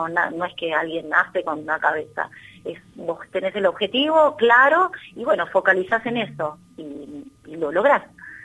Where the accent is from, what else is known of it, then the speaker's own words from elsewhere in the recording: Burzaco, Buenos Aires Province, Argentina; Sí, soy de Bursaco.